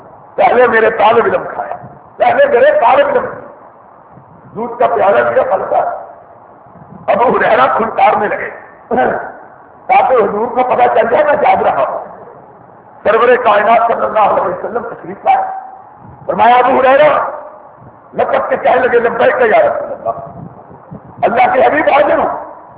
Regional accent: Sialkot, Punjab, Pakistan; میں بھی ضلع سیالکوٹ کا رہنے والا ہوں, سیالکوٹ کا.

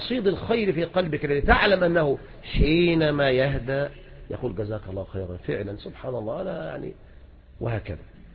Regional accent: Egypt; هنا عندنا في مصر لا يتعلق شيء إذن بذلك

